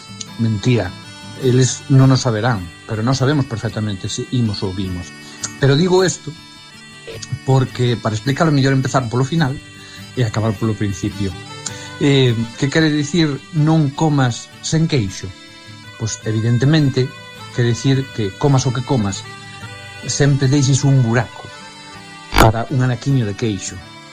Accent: Arzúa, Galicia, Spain; Esta frase eu, como son da Arzúa, vos decía, oína sempre relacionada co queixo, pero supoño que é unha deformación por ser precisamente daqui da Arzúa.

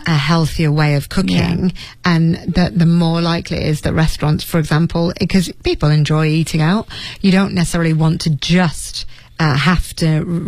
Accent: Leeds, Yorkshire and the Humber, United Kingdom; If you went to my hometown in Leeds

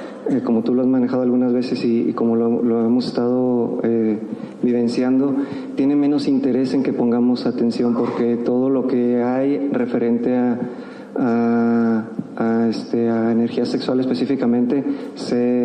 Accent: Mexico; now in United States; Nosotros somos de México, vivimos en Estados Unidos

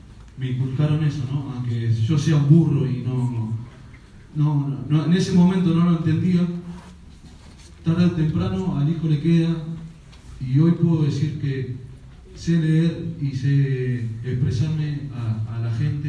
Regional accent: Argentina; Pero yo creo que somos los argentinos nomás que somos así, ¿eh?

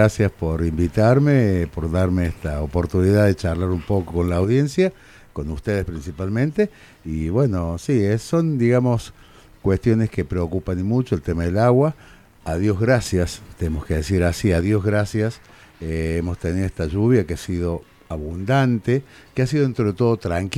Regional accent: Capilla del Monte, Córdoba, Argentina; es un ciudadano de esta Capilla del Monte, nací en Capilla del Monte un 10 de enero del año 63, es decir, tengo 60 años.

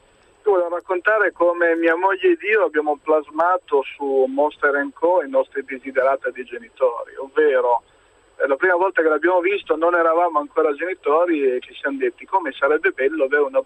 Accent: Turin, Piedmont, Italy; Ma io ho intenzione di fare due giri, tanto sono di Torino, mi viene facile.

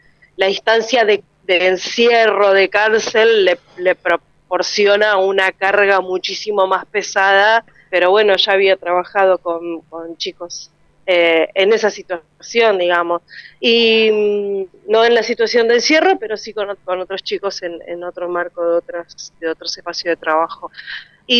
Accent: Comodoro Rivadavia, Chubut, Argentina; yo, como te decía, vengo del sur y vengo de la ciudad de Comodoro Rivadavia

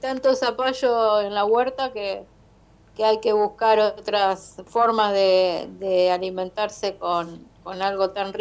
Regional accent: Verónica, Buenos Aires Province, Argentina; Oriunda de Verónica, o sea, yo nací en Verónica, me crié en Verónica, en la zona rural, casi cerca de Punta Indio, por allá por detrás de la base, como le decimos siempre.

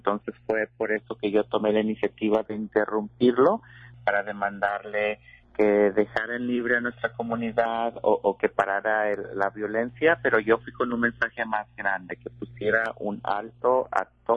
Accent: Mexico; moved away

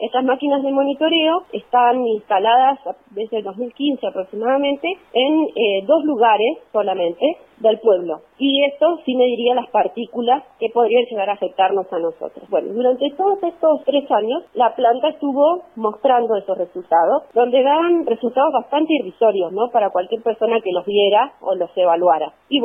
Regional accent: Comodoro Rivadavia, Chubut, Argentina; now in Trelew, Argentina; soy oriunda de Comodoro Rivadavia, en mi residencia en Comodoro y ahora estoy trabajando en el Hospital Zonal de Trelew.

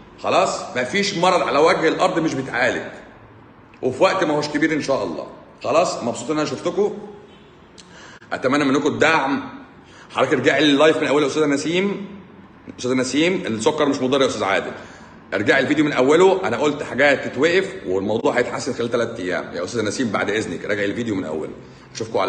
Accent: Egypt; من عندنا في مصر

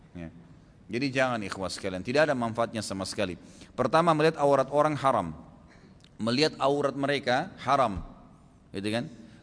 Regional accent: Makassar, South Sulawesi, Indonesia; born there; saya lahirnya di Makassar gitu kan ya.

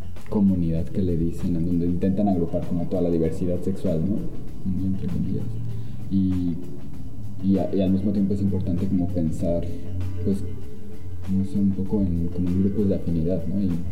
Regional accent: Mexico City, Mexico; de la Ciudad de México

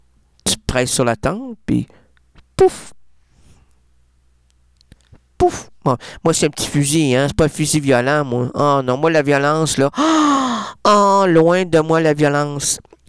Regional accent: Trois-Pistoles, Quebec, Canada; Moi, je viens de Trois Pistoles.

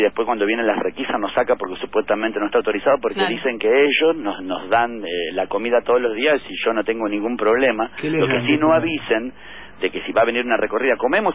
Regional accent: Capilla del Señor, Buenos Aires Province, Argentina; De Capilla del Señor.

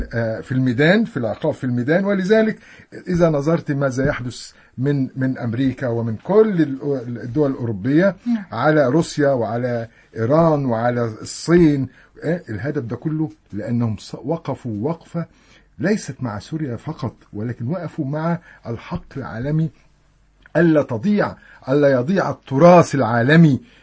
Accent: Egypt; أنا كنت بمشي في حلب وما بتعرف أن أنا مصري

